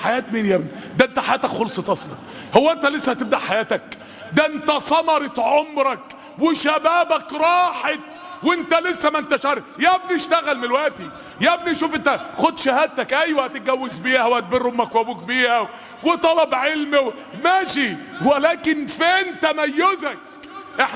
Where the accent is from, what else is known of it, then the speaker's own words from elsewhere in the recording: Egypt; أصلح أحوال بلادنا مصر يا رب العالمين